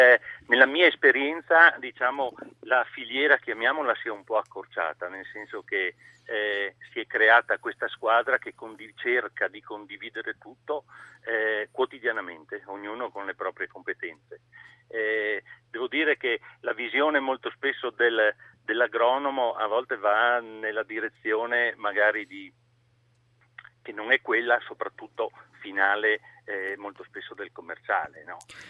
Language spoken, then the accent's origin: Italian; Friuli-Venezia Giulia, Italy; perché io sono friulano ed è terra di bianchi